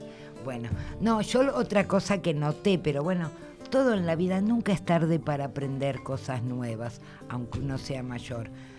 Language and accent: Spanish; Argentina; Soy argentina, pero no, el mate no.